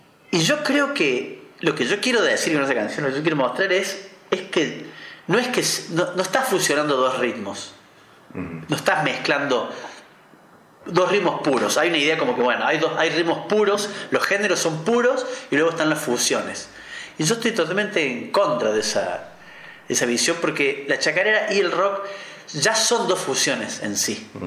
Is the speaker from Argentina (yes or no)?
yes; Córdoba, Argentina; Yo no seré muy futbolero que digamos, pero soy de Alberdi